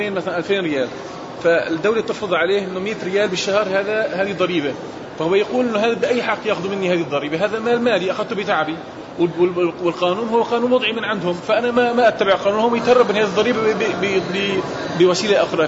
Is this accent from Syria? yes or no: yes; Syria; moved away as an adult; now in France; أنا مقيم في فرنسا، لكن خرجت من أجل اختصاص، أنا طبيب خرجت من أجل اختصاص وأقام فرنسا، أنا من سوريا وأصبحت الآن حرب في سوريا، فلم أستطع العودة إلى بلدي، فالآن أنا مقيم في هذه البلد